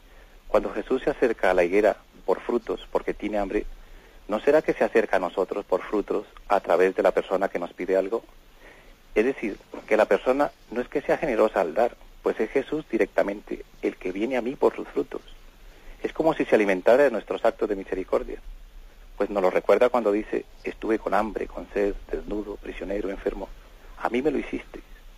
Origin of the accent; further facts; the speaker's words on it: Palafrugell, Catalonia, Spain; de Parafruyel, por Gerona.